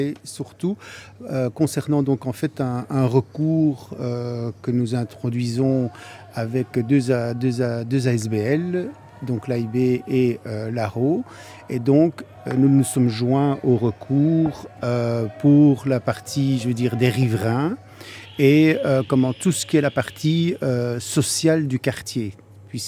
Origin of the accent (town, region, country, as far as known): Brussels, Belgium; born or raised there